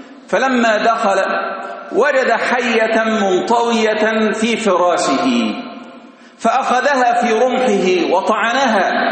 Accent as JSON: {"language": "Arabic", "town": "Kerdasa", "region": "Giza Governorate", "country": "Egypt", "tie": "born or raised there", "said": "هذا يحدث في بلدتنا في كرداسة،"}